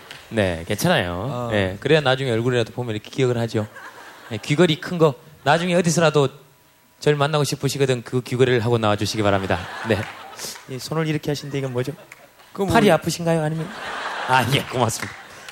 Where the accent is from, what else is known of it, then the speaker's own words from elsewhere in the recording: Gyeongsang, South Korea; 제가 경상도 사람이라